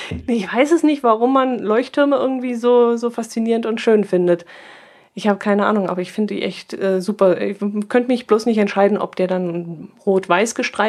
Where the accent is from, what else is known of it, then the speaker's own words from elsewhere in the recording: Bavaria, Germany; wir sind Allgäuer und keine Bayern, was natürlich Quatsch ist, wir sind natürlich Bayern.